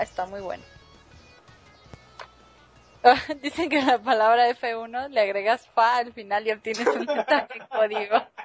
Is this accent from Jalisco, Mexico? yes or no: yes; Guadalajara, Jalisco, Mexico; ¡Ah! Que traes contra mi pueblo.